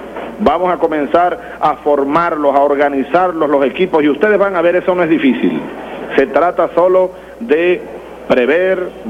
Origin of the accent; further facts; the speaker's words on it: Venezuela; Ejemplo de lo que somos los venezolanos y ejemplo de lo que podemos ser los venezolanos.